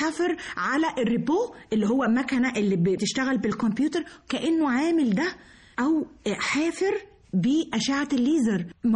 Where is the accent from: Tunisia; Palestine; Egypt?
Egypt; Dahshur, Giza Governorate; born there; وواصل السرابيوم واصل ما بين سقاره مترهينة دهشور مسقط راسي وليا الشرف